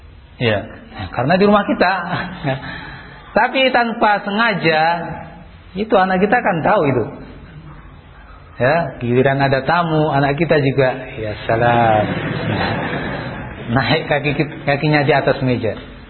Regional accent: Java, Indonesia; Ini karena saya orang Jawa jadi bahasanya bahasa Jawa

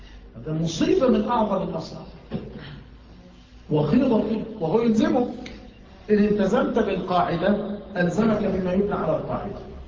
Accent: Mansoura, Dakahlia, Egypt; يعني عندنا في المنصورة

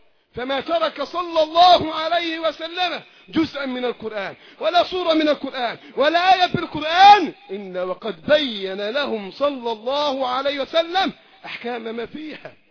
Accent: Egypt; الذين يريدون إعادة الحكم في بلادنا مصر

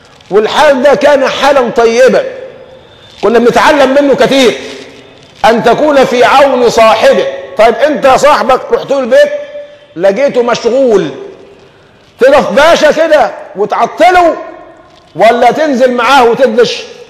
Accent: Egypt; يعني عندنا في كمصريين

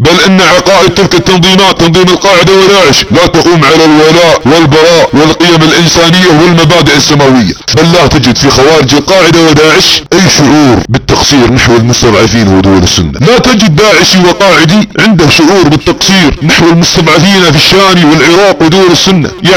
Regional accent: Saudi Arabia; يا ابناء وطننا في السعودية ان بلادنا تتعرض لحرب فكرية

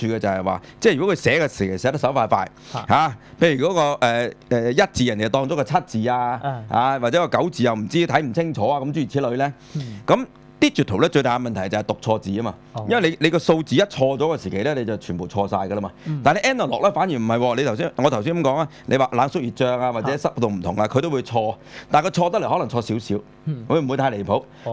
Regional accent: China; 我哋中國人所發明嘅，嚇、已經有好耐歷史嘅啦

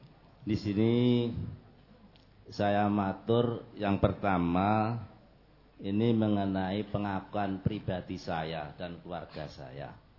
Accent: West Sumatra, Indonesia; Kami dari Sumatera Barat, ya saya perkenalkan

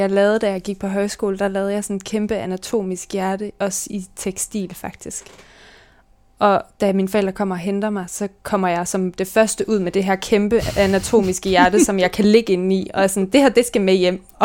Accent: Vejle, Region of Southern Denmark, Denmark; also born or lived in Nuuk, Greenland; så flyttede mine forældre og mig til Danmark. Og så er jeg vokset op i Vejle og har to mindre søskende.

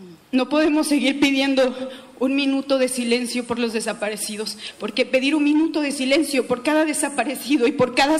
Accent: Acatlán, Guerrero, Mexico; en mi pueblo, en un pueblo nahua, de aquí de Guerrero, en Acatlán. Tengo 27 años.

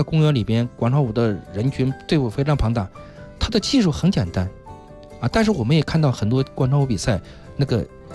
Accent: China; 所以说适合了我们中国人这种民族的一种这种爱热闹的一种情节

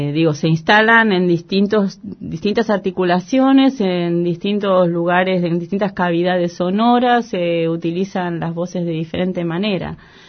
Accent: San Martín, Buenos Aires Province, Argentina; born there; Yo nací en San Martín, mi familia la mayoría eran obreros

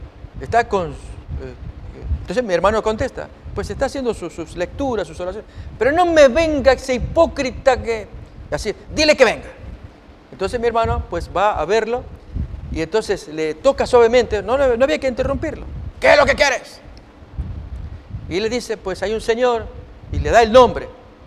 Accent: Argentina; Esto le ocurrió a mi hermano años atrás. Trabajaba allí en mi país, Argentina, en un servicio de café

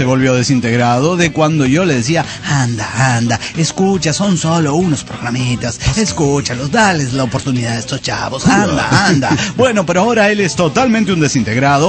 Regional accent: Mexico City, Mexico; now in Tijuana, Mexico; Yo soy del DF, en realidad, pero estoy aquí en Tijuana.

